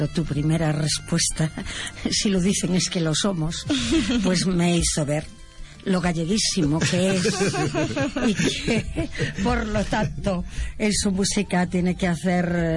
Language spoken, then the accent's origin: Spanish; Galicia, Spain; porque yo como gallega siento ese orgullo también